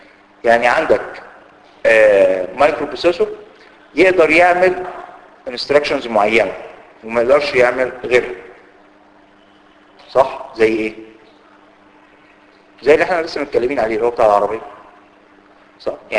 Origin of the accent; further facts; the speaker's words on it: Egypt; ودي ما نزلش لسه عندنا في مصر لكن موجود فعلا في امريكا